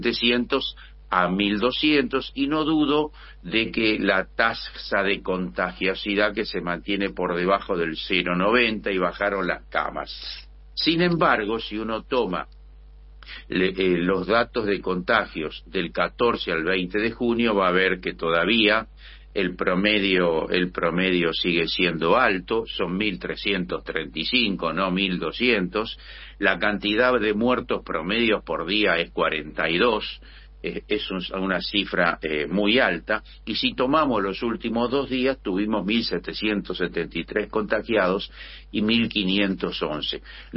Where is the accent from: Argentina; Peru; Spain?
Argentina; Buenos Aires; no puedo dejar de plantear como porteño la preocupación